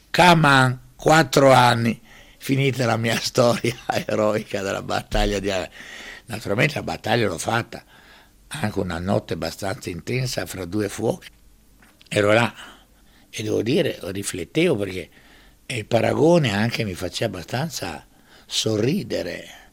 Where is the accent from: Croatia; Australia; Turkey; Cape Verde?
Croatia; Dubrovnik, Dubrovnik-Neretva County; born there; E sono nato a Ragusa, quello che adesso viene chiamato Dubrovnik, ma quando sono nato io sulle carte geografiche era ancora Ragusa.